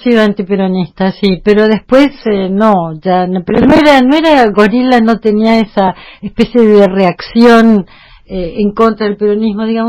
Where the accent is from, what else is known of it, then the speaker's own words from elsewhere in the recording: Tucumán, Argentina; tendría que hablar mal de la esencia porteña y como tucumana me parece que no lo voy a hacer